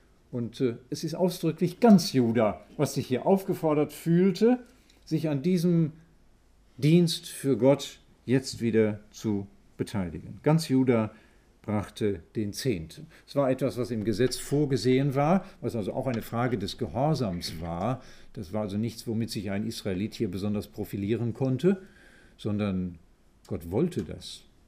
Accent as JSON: {"language": "German", "town": "Vollmarstein", "region": "North Rhine-Westphalia", "country": "Germany", "said": "Und ich komme aus Vollmerstein"}